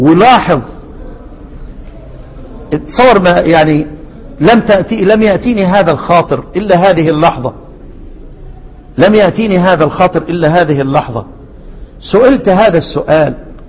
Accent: Egypt; وطبعا انا ساعتها كنت مفكر حلوان اللي عندنا في مصر دي

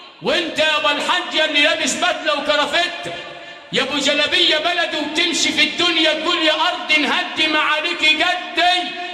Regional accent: Sharqia Governorate, Egypt; أو مشايخنا الموجودين عندنا في الشرقية

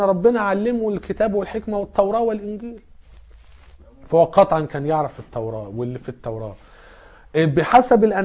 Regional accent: Alexandria, Alexandria Governorate, Egypt; شوية جم عندنا في اسكندرية

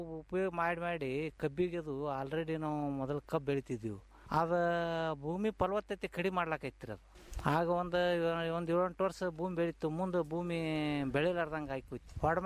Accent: Jamkhandi, Karnataka, India; ನಮ್ಮದು ಜಮಖಂಡಿ ತಾಲೂಕು ರೀ ಅದು, ತುಂಗಳ ಕಡೆ ಹಳ್ಳಿ.

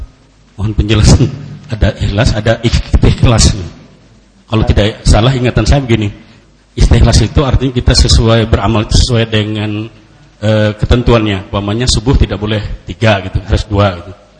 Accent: Indonesia; born there; sejak saya lahir itu di Indonesia

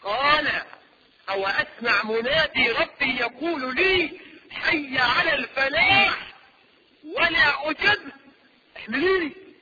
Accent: Egypt; احنا كمصريين

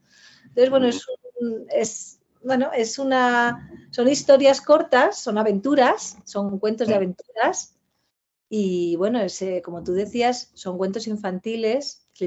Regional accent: Pamplona, Navarre, Spain; now in Madrid, Spain; yo soy de Pamplona, soy de Navarra, cuando actualmente resido en Madrid.

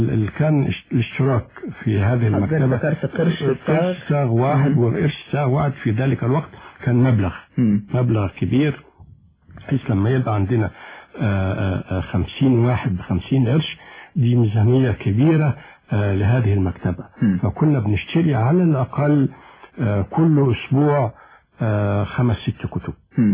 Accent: Sirs al-Layyan, Monufia Governorate, Egypt; born there; الحقيقة أنا ولدت خلال الحرب العالمية الثانية، وعقب الحرب مباشرة اجتاح يمكن معظم أرجاء الوطن المصري وباء الكوليرا

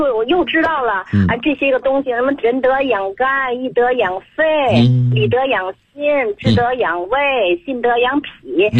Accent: Tianjin, China; 我是天津的。

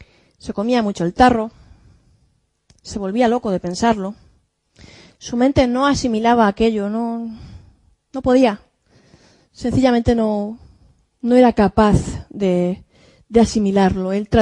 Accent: Valencian Community, Spain; Vive en un pequeño pueblo de La Romana, de 1.500, 2.000 habitantes, casi al lado de mi pueblo. Y como todos los de mi comarca, se dedica a la viña, a la uva de mesa con denominación de origen.

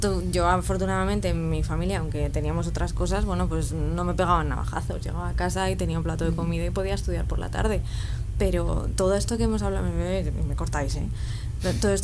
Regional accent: Rivas-Vaciamadrid, Community of Madrid, Spain; O sea, yo soy de Rivas.

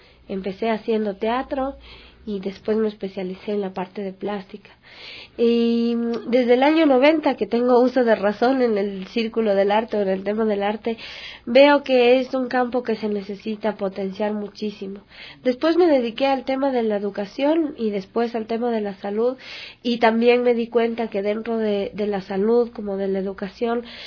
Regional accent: Quito, Pichincha, Ecuador; como yo soy del sur de Quito, y viendo que allá en el sur justamente hace falta

